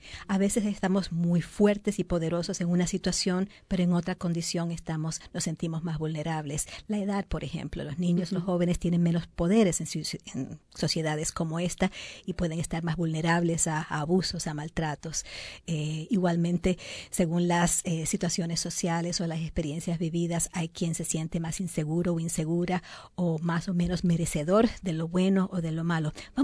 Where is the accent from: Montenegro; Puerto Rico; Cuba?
Puerto Rico; En mi país, en Puerto Rico, dicen lo que viene es lo que conviene.